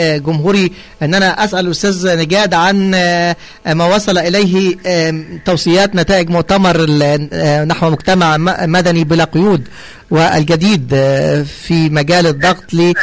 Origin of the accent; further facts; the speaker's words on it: Egypt; عندنا في مصر